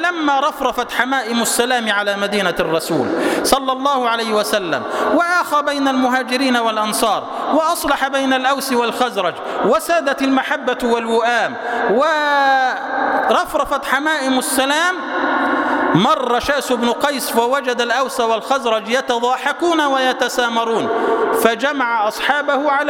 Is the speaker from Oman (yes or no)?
no; Egypt; اللهم اجعل بلدنا مصر سلما سلاما، أمنا أمانا